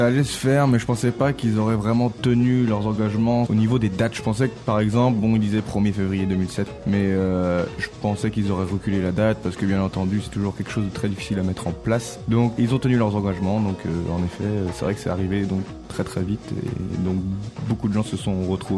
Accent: Lorient, Brittany, France; Alors je suis breton, donc bonjour à toute la Bretagne bien entendu, et donc plus particulièrement de Lorient, donc le sud de la Bretagne.

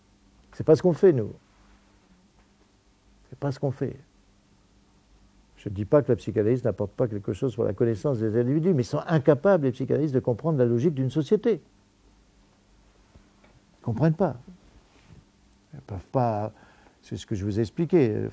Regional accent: Cambrai, Hauts-de-France, France; je viens de Cambrai, de mon époque, j'ai mes racines de classe

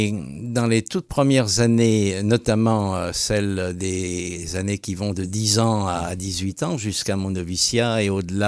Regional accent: Metz, Grand Est, France; Moi, je venais de Metz, mais on passait par Nancy en train pour remonter vers Hanovre.

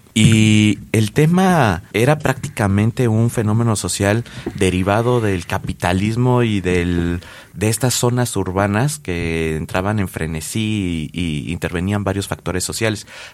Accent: Mexico; nosotros como mexicanos, como habitantes de este extenso y diverso país

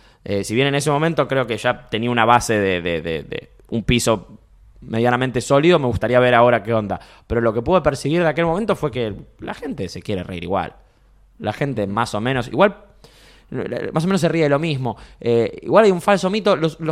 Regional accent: Montevideo, Uruguay; Montevideo, somos más tranquilos acá.

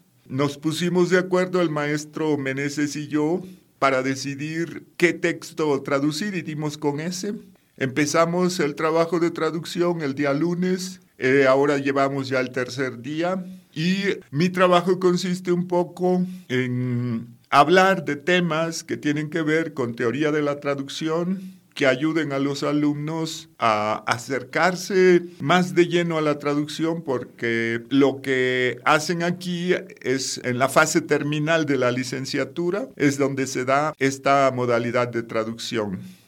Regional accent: Oaxaca, Mexico; yo, que vengo de la costa de Oaxaca, donde tenemos una población indígena mixteca

